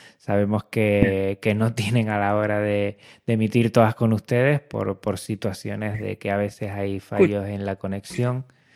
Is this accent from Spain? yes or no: yes; Canary Islands, Spain; Yo que soy de Canarias, tengo muchos lazos con Venezuela